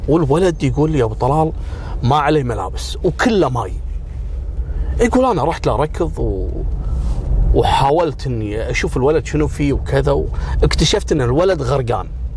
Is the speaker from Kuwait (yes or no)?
yes; Kuwait; يعني من أنجح مدراء الفنادق في الثمانينات عندنا في الكويت